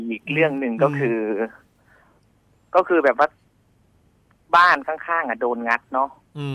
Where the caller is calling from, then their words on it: Thawi Watthana, Bangkok, Thailand; อยู่ทวีวัฒนาครับ